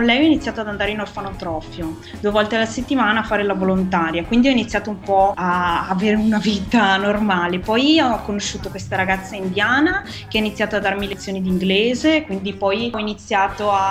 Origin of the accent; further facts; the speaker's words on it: Padua, Veneto, Italy; Io sono di Padova.